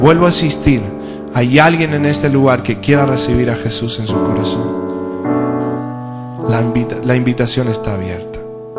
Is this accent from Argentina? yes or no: yes; Castelli, Chaco, Argentina; now in Escobar, Argentina; Y hace mucho tiempo vinimos de Chaco, yo soy de Castelli.